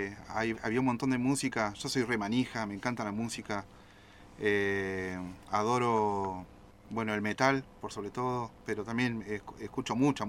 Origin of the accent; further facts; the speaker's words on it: Comodoro Rivadavia, Chubut, Argentina; Yo soy nacido en Comodoro también, de la ciudad de los vientos.